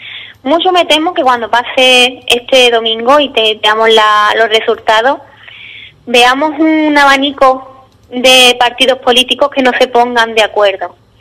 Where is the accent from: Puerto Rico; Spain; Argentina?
Spain; Andalusia; somos españoles y todos los españoles tienen los mismos derechos. No podemos estar en Andalucía con menos derechos que en otras comunidades autónomas.